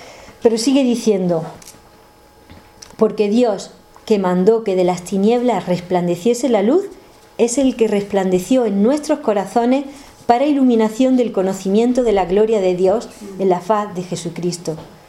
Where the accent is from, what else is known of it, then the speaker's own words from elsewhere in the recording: Jaén, Andalusia, Spain; Me acuerdo, yo soy de Jaén, que allí hay una sierra